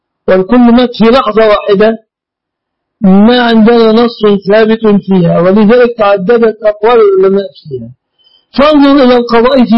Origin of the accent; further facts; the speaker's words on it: Dakahlia, Egypt; أنا لست من أهل القاهرة، أنا من قرية مجاورة للمنصورة.